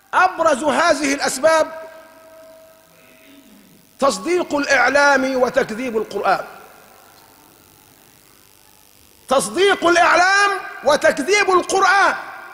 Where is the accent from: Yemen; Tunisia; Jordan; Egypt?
Egypt; وليسلخونا كمصريين من انتمائنا لبلادنا